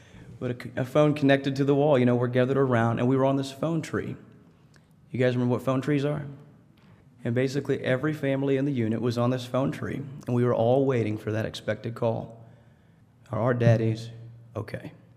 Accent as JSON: {"language": "English", "town": "Harrison", "region": "Arkansas", "country": "United States", "tie": "born or raised there", "said": "I was from Harrison, Arkansas. I grew up on a farm. We rarely got away from Harrison, Arkansas on the farm."}